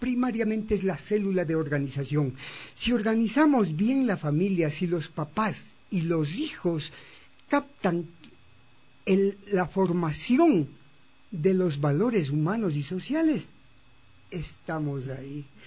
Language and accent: Spanish; Ecuador; importante para todos nosotros como sociedad ecuatoriana